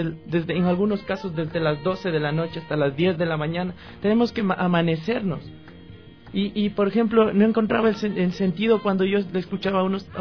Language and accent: Spanish; Ecuador; a levantarnos como ecuatorianos